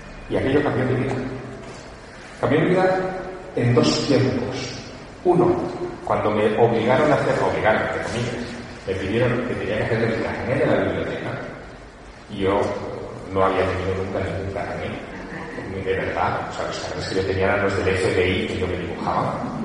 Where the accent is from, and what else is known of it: Teruel, Aragon, Spain; born or raised there